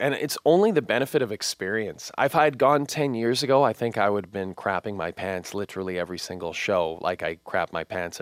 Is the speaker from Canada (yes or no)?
yes; Canada; But more than that, I'm from Canada and I like Canadian sports.